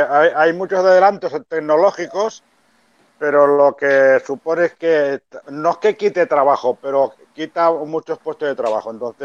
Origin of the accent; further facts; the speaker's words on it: Barcelona, Catalonia, Spain; tengo 59 años, soy de Barcelona.